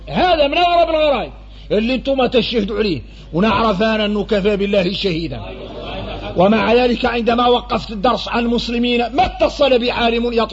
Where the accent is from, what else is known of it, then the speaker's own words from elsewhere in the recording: Mauritania; نحن موريتاني